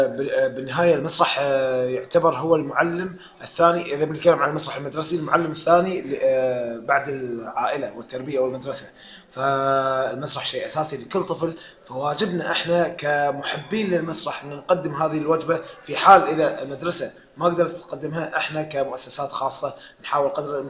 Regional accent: Kuwait; قبل فتره افتتحت اكاديميه خاصه بالطفل عندنا بالكويت للفنون الطفل

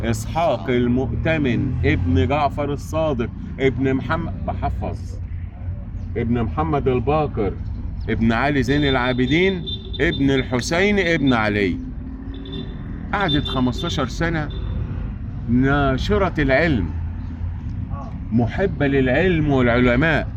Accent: Egypt; في إمام عندنا في مصر بنفتخر به من الأئمة الأربعة

